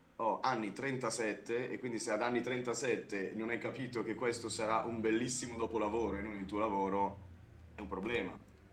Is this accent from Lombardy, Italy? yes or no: yes; Lecco, Lombardy, Italy; Raga, io vengo da Lecco, Lecco città di Lecco, terreno strettissimo, sottilissimo tra le montagne e il lago.